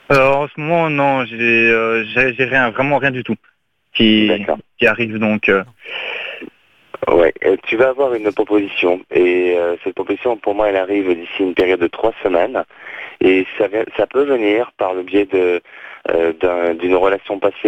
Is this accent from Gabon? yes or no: no; France; born there; et puis bien sûr la France, mon pays natal.